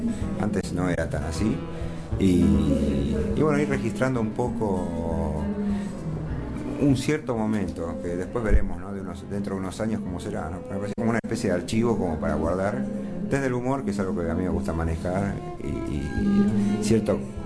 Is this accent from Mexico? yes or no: no; Argentina; cómo nos relacionamos los argentinos con la comida, ¿no?